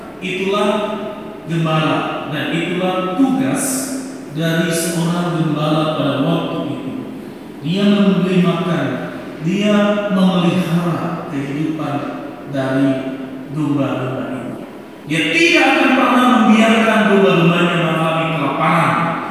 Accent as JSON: {"language": "Indonesian", "town": "Nias", "region": "North Sumatra", "country": "Indonesia", "tie": "born or raised there", "said": "Saudara saya teringat masa kecil saya di Nias, gitu ya, di kampung saya."}